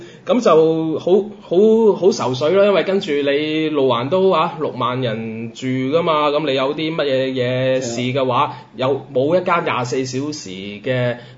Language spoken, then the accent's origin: Cantonese; Macau; 大家作為澳門人